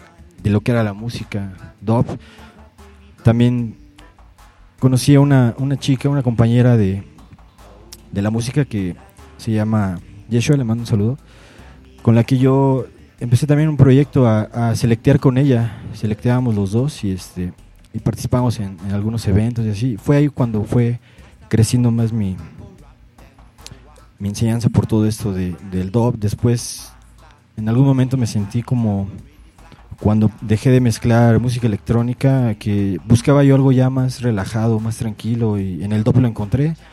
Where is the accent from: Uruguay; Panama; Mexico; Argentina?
Mexico; Iztacalco, Mexico City; also born or lived in Los Angeles, United States; Estuve viviendo desde temprana edad hasta los 6 años en Iztacalco. De ahí estuvimos viviendo como 2 años en Los Ángeles, California. Y de ahí regresamos a Iztacalco. Hasta los 13, 14 años yo seguí viviendo ahí. Después ya la idea fue vivir en Xochimilco y así fue.